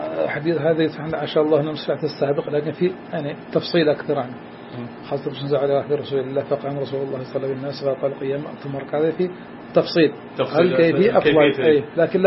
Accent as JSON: {"language": "Arabic", "country": "India", "said": "حتى عندنا في الهند من مسائل العوام أن لا يأكل ولا يشرب عند الكسوف"}